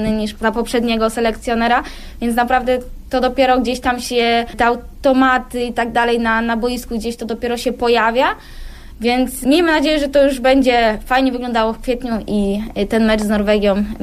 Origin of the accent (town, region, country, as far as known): Pęgów, Lower Silesian Voivodeship, Poland; born or raised there; now in Wolfsburg, Germany